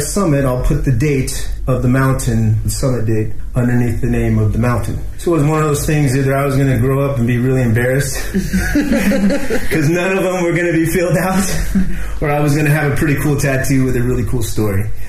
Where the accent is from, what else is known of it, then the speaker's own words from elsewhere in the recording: Scottsdale, Arizona, United States; moved away as an adult; now in China; I'm originally from Scottsdale, Phoenix, Arizona, USA. I've been in China almost 12 years now.